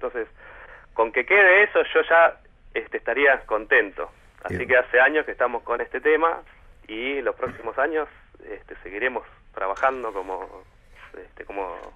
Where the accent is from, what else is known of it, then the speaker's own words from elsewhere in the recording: Zapiales, Buenos Aires, Argentina; also born or lived in Puerto Madryn; Zapiales es el que yo, cuando era chico, nací ahí, digamos, nací en otras partes, en Capital, pero Zapiales estuve hasta los 15 años viviendo, y después en La Boca, en Parque Chas, y en Barrio Norte